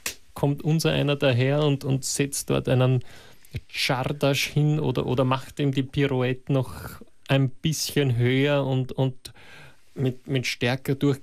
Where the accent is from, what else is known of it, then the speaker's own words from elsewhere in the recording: Russia; Das ist bei uns in Russland die ganze Kindheit lang kann man in Tanzschulen gehen